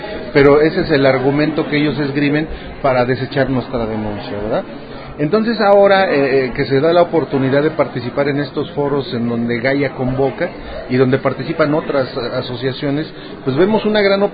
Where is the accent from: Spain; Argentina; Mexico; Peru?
Mexico; Tecamac, State of Mexico; vengo del municipio de Tecama, Estado de México